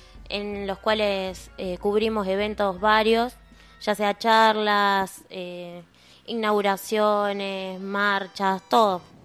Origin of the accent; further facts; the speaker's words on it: Chacabuco, Buenos Aires Province, Argentina; De Chacabuco.